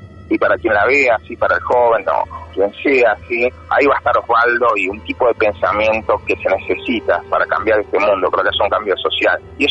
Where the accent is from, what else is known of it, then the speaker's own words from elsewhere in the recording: General Roca, Río Negro, Argentina; soy acá de la Patagonia, de Río Negro, nací en el Valle, en el Alto Valle de Río Negro, en Fisque Menuco